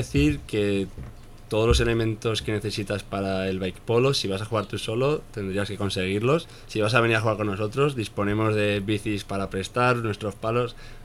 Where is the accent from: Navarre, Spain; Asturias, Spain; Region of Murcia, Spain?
Navarre, Spain; Pamplona; Yo soy de Pamplona, entonces por ahí se lleva mucho lo de la cuadrilla.